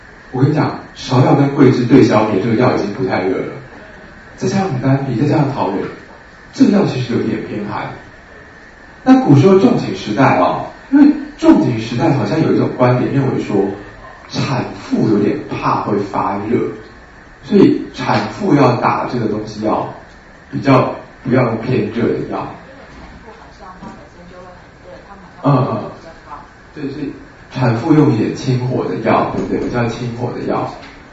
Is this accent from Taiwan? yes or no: yes; Taiwan; 是我们台湾人就是太常吃水果